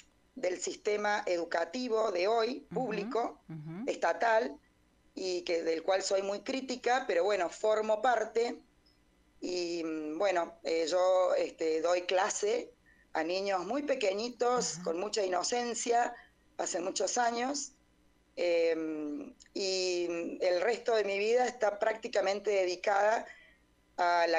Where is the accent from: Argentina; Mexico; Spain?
Argentina; Córdoba; yo soy de Córdoba. En este momento estoy en mi casa, en la cocina